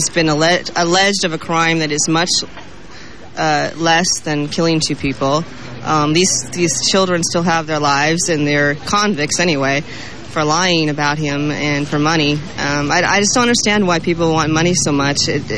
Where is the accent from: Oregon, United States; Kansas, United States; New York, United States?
Oregon, United States; Portland; I'm from Portland, Oregon.